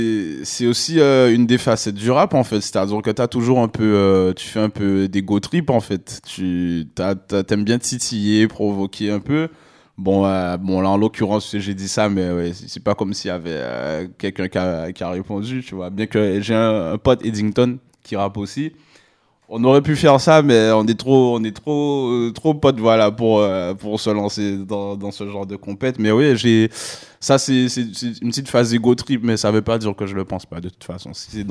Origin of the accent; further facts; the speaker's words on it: Guadeloupe; moved away as an adult; also born or lived in Paris, France; now in Canada; je suis né à Paris en 90. Voilà. Après, je suis parti en Guadeloupe. J'ai passé la plus grande partie de mon enfance en Guadeloupe, en fait.